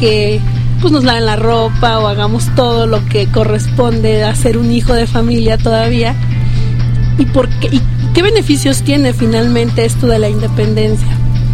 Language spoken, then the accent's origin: Spanish; Arandas, Jalisco, Mexico; vivo todavía en casa de mis padres y yo vengo de Arandas.